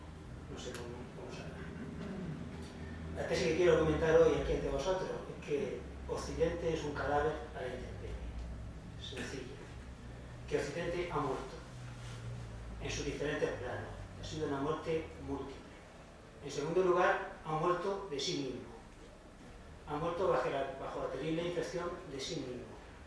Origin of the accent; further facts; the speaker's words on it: Murcia, Region of Murcia, Spain; soy muy mal hablador, soy de Murcia, no vocalizo bien.